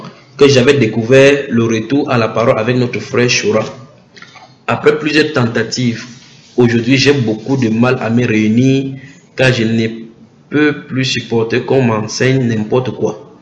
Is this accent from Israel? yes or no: no; Martinique; je suis des Antilles, la Martinique.